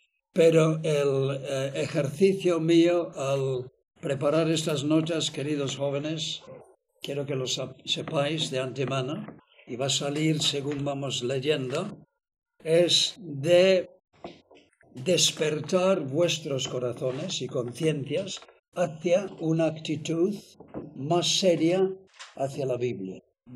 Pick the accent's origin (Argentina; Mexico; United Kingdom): United Kingdom; England; first language en; Spanish is a second language; Tener en cuenta que yo soy inglés. Y entonces el español es mi segundo idioma, no es el primero.